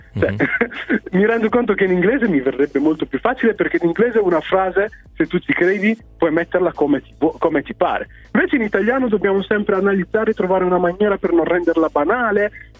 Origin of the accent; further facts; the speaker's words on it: Brescia, Lombardy, Italy; anche se sono nato in un comune della provincia di Mantova, sono cresciuto praticamente a Brescia